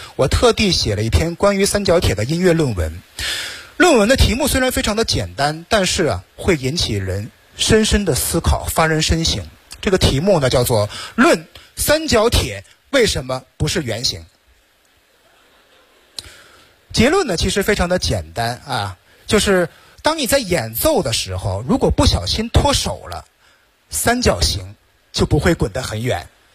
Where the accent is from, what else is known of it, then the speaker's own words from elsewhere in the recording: Shenyang, Liaoning, China; 我之前出生在一个音乐世家。关于音乐呢，有着非常深厚的造诣和修养。从小呢，我就在沈阳市青少年爱乐交响乐团，以首席演奏师的身份演奏了6年的《三角铁》。